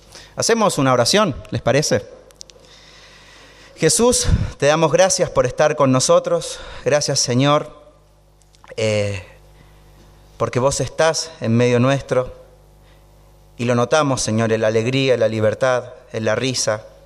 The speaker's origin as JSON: {"language": "Spanish", "country": "Chile", "said": "somos chilenos con mi esposa, así que todo el tiempo la cordillera la transitamos en avión o caminando"}